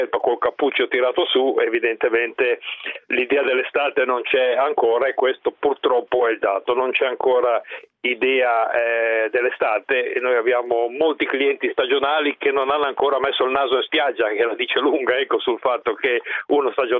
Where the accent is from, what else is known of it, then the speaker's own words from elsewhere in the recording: Liguria, Italy; Mi fa piacere che anche da così lontano rispetto a me, che sono ligure, si conferma che le tariffe sono identiche